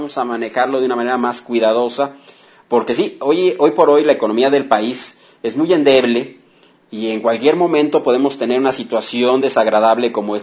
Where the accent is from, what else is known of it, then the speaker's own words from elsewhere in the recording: Mexico City, Mexico; yo me estaba rostizando como buen chilango. Soy muy chillón con el cambio de clima.